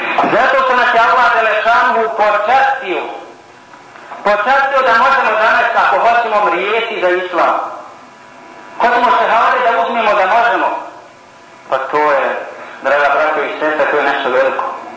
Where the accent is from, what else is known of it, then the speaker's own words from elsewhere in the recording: Bosnia & Herzegovina; Ja kao musliman sam najveći. I nema veći. I još iz Bosne sam.